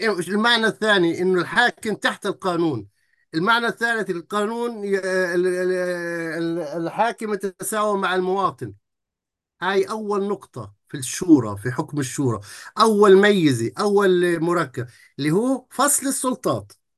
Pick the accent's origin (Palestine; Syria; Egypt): Palestine; أنا من فلسطين، أنا من داخل الفلسطيني